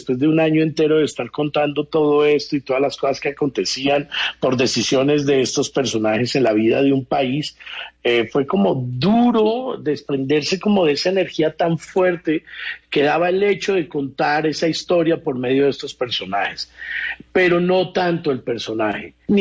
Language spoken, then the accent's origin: Spanish; Mexico; now in Colombia